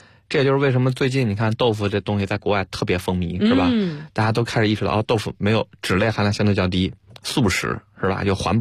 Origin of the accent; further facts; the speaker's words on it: China; 我是中国人，他是美国人